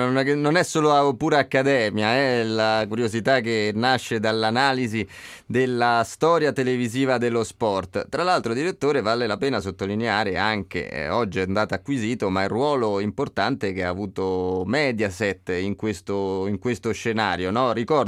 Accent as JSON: {"language": "Italian", "town": "Rome", "region": "Lazio", "country": "Italy", "said": "Altro ricordo di bambino, io da romano, ogni volta che la nazionale giocava a Roma"}